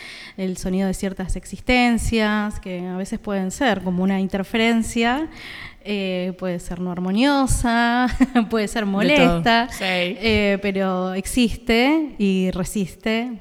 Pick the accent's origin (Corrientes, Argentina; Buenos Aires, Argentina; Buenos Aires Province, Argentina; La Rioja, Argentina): Corrientes, Argentina; Soy correntino. De Corrientes Capital, estoy acá hace muchos años.